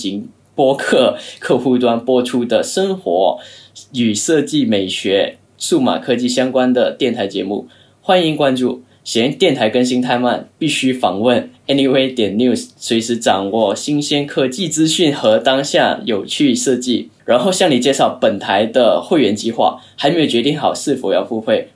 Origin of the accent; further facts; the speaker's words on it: Kuala Lumpur, Federal Territory of Kuala Lumpur, Malaysia; now in China; 然后我是来自马来西亚吉隆坡，然后来中国已经快6年多一点了。